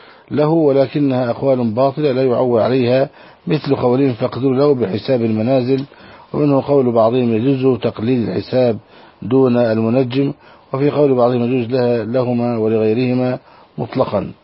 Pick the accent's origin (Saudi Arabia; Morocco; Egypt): Saudi Arabia; عندنا في السعودية